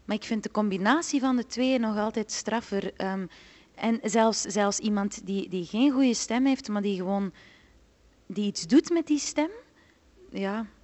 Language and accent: Dutch; Flanders, Belgium; accent: West Flemish; ja, dat West-Vlaamse, die kunnen niet babbelen. Dan denk ik, ja, maar dat is gewoon, wij hebben tenminste een dialect.